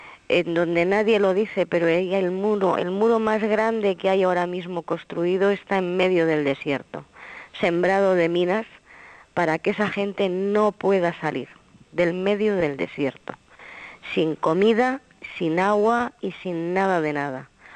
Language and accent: Spanish; Spain; yo como española te puedo decir que los españoles hemos colonizado mucho